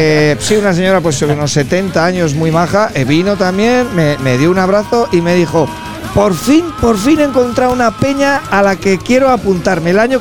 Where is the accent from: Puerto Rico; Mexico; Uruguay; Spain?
Spain; Burgos, Castile and León; los de Gamonal, pues somos de Burgos y quizás somos los más afortunados, porque puede ser de Burgos y de Gamonal